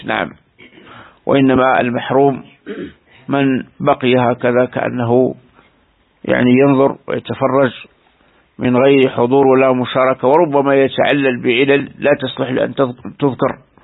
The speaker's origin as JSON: {"language": "Arabic", "country": "Algeria", "said": "كثير من بلدان رأيناها هنا في بلدنا الجزائر"}